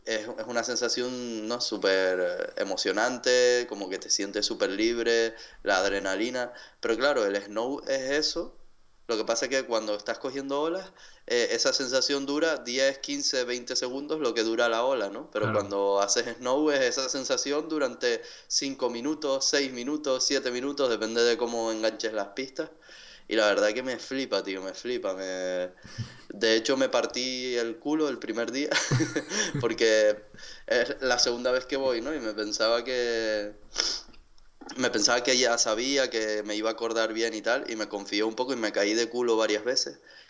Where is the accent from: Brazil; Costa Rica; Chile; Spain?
Spain; Tenerife, Canary Islands; soy de Tenerife, de las Islas Canarias. Tengo 30 años